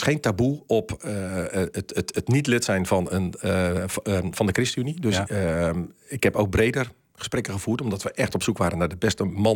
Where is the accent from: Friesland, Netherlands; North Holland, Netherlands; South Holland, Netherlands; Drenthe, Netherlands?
Friesland, Netherlands; now in Amersfoort, Netherlands; Ja, ik woon in Amersfoort, dat is een feit. Maar ik ben opgegroeid in Friesland.